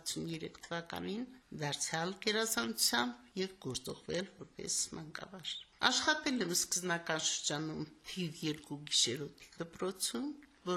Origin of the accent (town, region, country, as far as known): Samtskhe-Javakheti, Georgia; moved away; also born or lived in Shushi